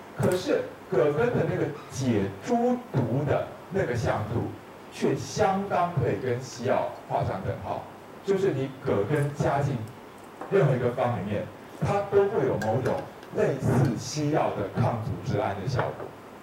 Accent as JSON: {"language": "Chinese", "country": "China", "said": "当然我们中国人会认为酒是湿热之气，"}